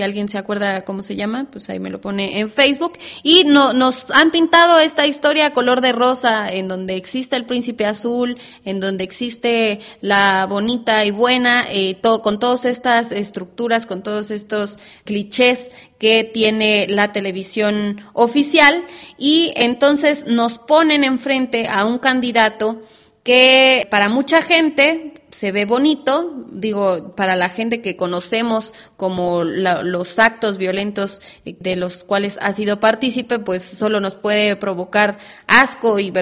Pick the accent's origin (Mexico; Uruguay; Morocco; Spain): Mexico; de nuestra responsabilidad como mexicanos, como mexicanas